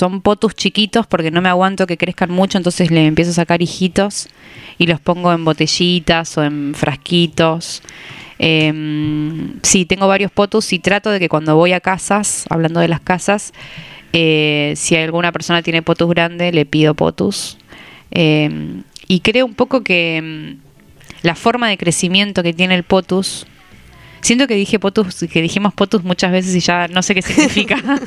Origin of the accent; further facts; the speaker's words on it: Santa Fe, Argentina; Yo soy de Rosario, pero me crié en el campo, me fui a vivir a Rosario a los 18.